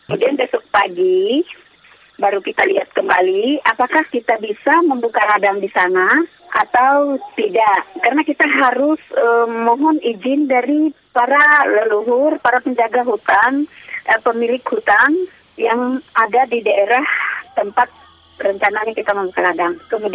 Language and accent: Indonesian; Central Kalimantan, Indonesia; dari Provinsi Kalimantan Tengah, Kabupaten Barito Timur. Saya juga sebagai petani, peladang, peladang ilir balik. Kami orang Dayak